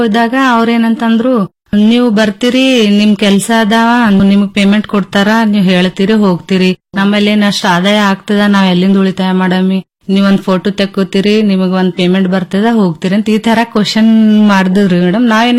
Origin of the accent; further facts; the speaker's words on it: Ainapur, Karnataka, India; ನಾನು ಐನಾಪುರ ಗ್ರಾಮದಲ್ಲಿ ಡಿಜಿಟಲ್ ಸಖಿಯಾಗಿ ಕೆಲಸ ಮಾಡುತ್ತಿದ್ದೇನೆ. … ತಾಲೂಕಾ ಚಿಂಚೋಳಿ, ಜಿಲ್ಲಾ ಕಲಬುರಗಿ.